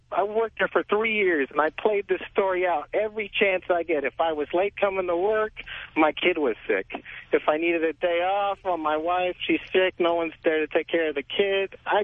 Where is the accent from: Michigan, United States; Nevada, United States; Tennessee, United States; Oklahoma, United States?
Nevada, United States; Las Vegas; Anyways, I'm from Vegas, and I used to work for a major casino out there